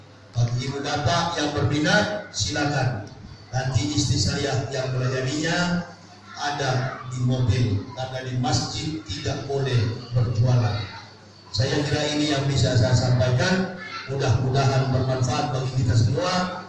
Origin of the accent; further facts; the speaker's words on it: Makassar, South Sulawesi, Indonesia; Maksud saya begitulah kita orang Makassar.